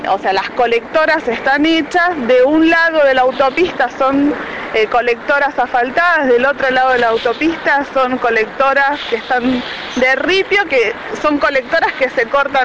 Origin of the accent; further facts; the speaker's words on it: Pilar, Buenos Aires Province, Argentina; Nosotros vivimos acá en el barrio El Jagüel. … Nosotros somos del partido del Pilar.